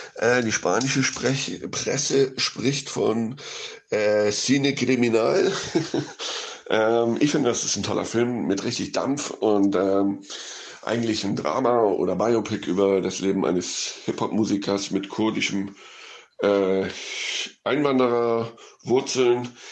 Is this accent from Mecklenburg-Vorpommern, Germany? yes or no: no; Hamburg, Germany; now in Barcelona, Spain; Ein Filmemacher aus meiner Heimatstadt Hamburg